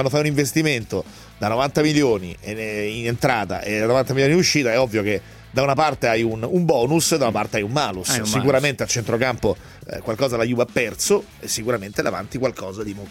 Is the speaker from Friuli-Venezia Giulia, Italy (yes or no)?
no; Rome, Lazio, Italy; La dico da romano.